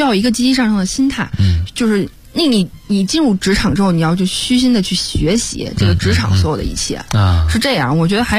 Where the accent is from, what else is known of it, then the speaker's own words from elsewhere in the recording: Mentougou, Beijing, China; 对对，我是门头沟人。